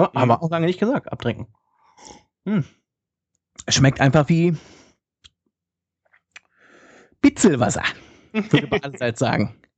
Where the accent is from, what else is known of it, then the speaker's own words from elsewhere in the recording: Hannover, Lower Saxony, Germany; Bei uns in Hannover gibt es ja nichts.